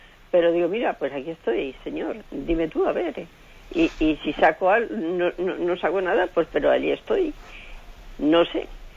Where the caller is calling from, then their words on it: Madrid, Community of Madrid, Spain; soy aquí de Madrid.